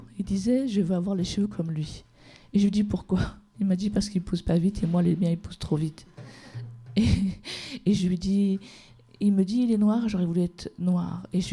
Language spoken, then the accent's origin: French; France; je suis d'une double culture comme beaucoup. Je suis française, algérienne, africaine. J'ai grandi ici, donc je suis française aussi dans ma culture.